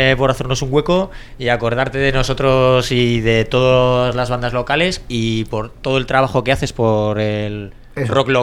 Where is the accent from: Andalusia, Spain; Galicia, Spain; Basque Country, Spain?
Basque Country, Spain; Bilbao; de los 5 o 2 éramos de Bilbao y ensayábamos en Irala.